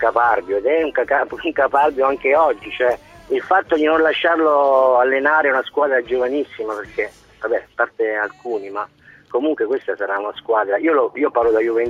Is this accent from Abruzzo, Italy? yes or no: yes; Pescara, Abruzzo, Italy; conoscendolo anche da un po' da pescarese